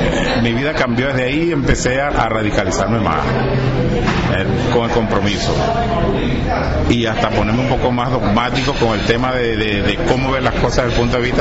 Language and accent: Spanish; Upata, Bolívar, Venezuela; Un buen día hay una toma de un liceo en Upata, mi pueblo natal.